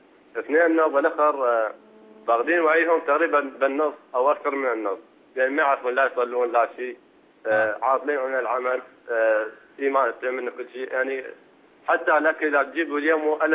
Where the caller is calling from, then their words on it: Iraq; أقول لك من العراق